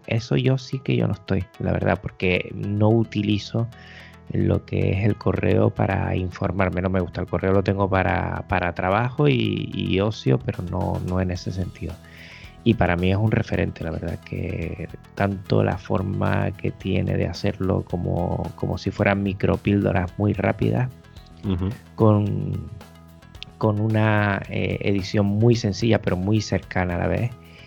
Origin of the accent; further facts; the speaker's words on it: Canary Islands, Spain; todos los que somos canarias lo identificamos enseguida.